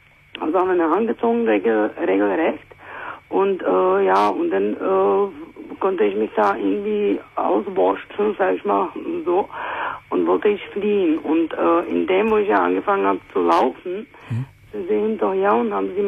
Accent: Czechia; German is a second language; now in Germany; Ja, also ich muss ja auch sagen, ich komme ja nicht aus Deutschland. Ich komme aus der Tschechischen Republik.

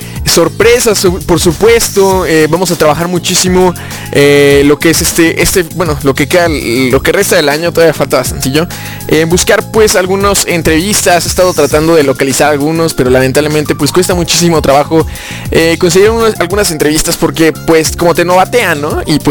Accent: Pachuca, Hidalgo, Mexico; Soy de Pachuca, Hidalgo, de aquí del bello país de México.

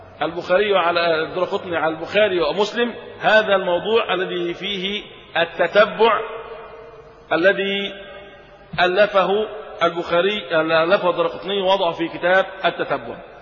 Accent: Egypt; يكفي أخرج لنا في بلدنا مصر من العلماء

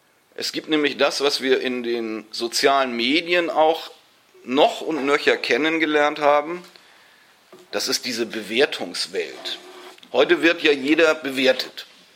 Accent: Munich, Bavaria, Germany; Ich komme aus München. Und da habe ich schon die Taxirufnummern nicht im Kopf.

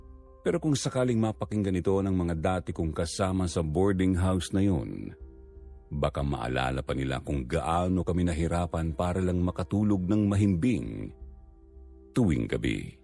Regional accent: Mimaropa, Philippines; 36 anyos na ngayon, tubong Palawan.

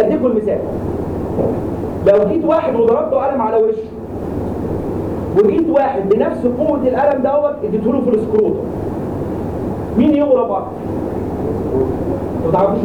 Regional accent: Egypt; عندنا في مصر دي عشان تبين لكم بس ان المصريين عندهم حضاره عاليه جدا

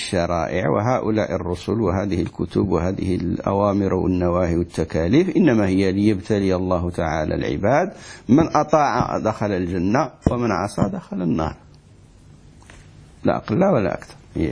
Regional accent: Morocco; وإحنا عندنا في المغرب مثل يقولوا ما دير خير ما يطرى بأس

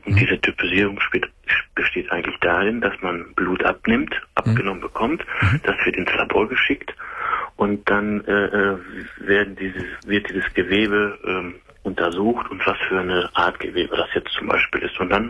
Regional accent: North Rhine-Westphalia, Germany; Also ich komme aus dem Sauerland.

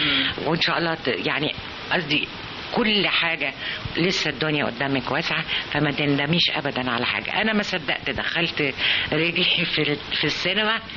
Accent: Abu al-Akhdar, Sharqia Governorate, Egypt; افتكر رمضان بفتكره في العزبة في البلد، احنا من الشرقية من ابو الاخضر شرقية.

